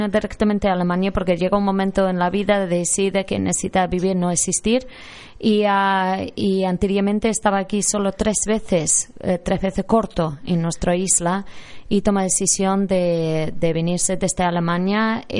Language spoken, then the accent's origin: English; England, United Kingdom; now in Lanzarote, Spain; We're all from England and I don't go back that often.